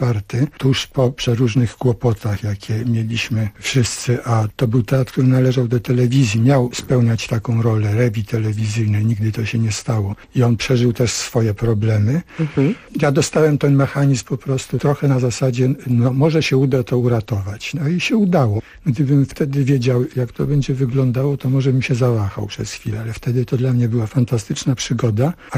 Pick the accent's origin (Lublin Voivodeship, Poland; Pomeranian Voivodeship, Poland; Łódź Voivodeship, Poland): Pomeranian Voivodeship, Poland; Sopot; now in Chorzów, Poland; Sopot, czyli moje rodzinne miasto.